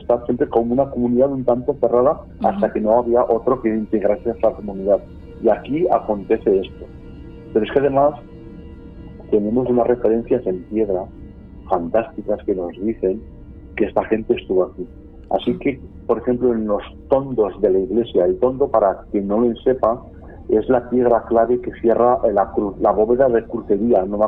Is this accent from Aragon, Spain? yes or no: yes; Aragon, Spain; Sí, como tú dices, es mi tierra, es donde tengo esa simbiosis tan especial. Es donde siempre quiero volver, ¿no? Es la zona que me ha visto crecer a mí.